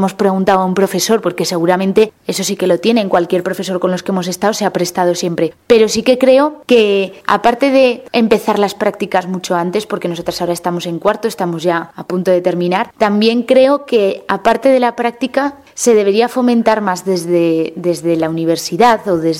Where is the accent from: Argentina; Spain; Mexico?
Spain; Aragon; Yo tengo la suerte de que mi pueblo está relativamente cerca de Zaragoza